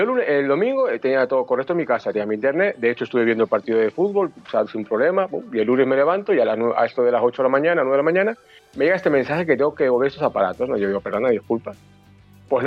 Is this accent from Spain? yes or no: yes; Canary Islands, Spain; perdón, es que soy de Canarias. O vengo de Canarias.